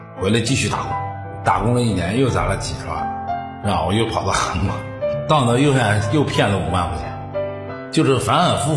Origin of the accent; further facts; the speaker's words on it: Northeast China, China; now in Hebei, China; 因为我是一个从东北来的，来到河北算是一个外地